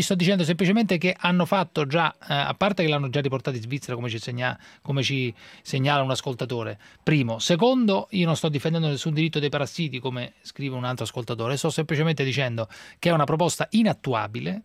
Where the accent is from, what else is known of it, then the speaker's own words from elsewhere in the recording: Rome, Lazio, Italy; Sì, sono romano, se non la disturba.